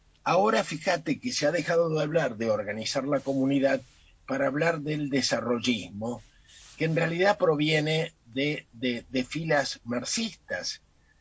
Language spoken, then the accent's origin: Spanish; Argentina; y como argentinos nos dimos un gran gusto, ¿no?